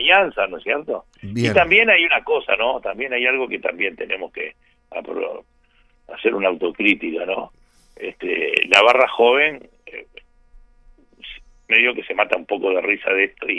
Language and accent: Spanish; Uruguay; Somos todos uruguayos acá.